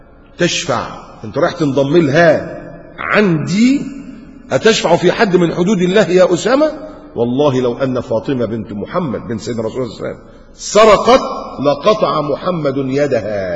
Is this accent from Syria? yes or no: no; Upper Egypt, Egypt; عندنا في الصعيد، معلش حدش يزعل على صعيدي، عندنا في الصعيد الحاجات دي يعني بلاوي زرقاء